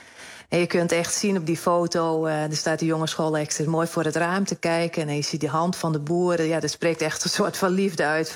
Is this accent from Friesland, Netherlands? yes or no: yes; Ameland, Friesland, Netherlands; Ja, ik ben opgegroeid op Ameland. Ik woon er ook nog steeds.